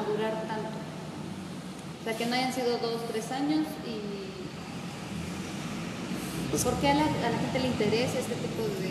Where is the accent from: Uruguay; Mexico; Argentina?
Mexico; todo eso está pasando en mi país, porque era un documental de México.